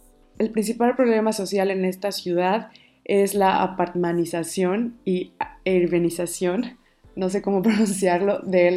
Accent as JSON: {"language": "Spanish", "region": "Puebla", "country": "Mexico", "moved": "as an adult", "lives_now": "Split, Croatia", "said": "yo soy de Puebla y en este momento estoy viviendo en Split, Croacia, en una ciudad que está en el Adriático. Llevo año y medio viviendo aquí."}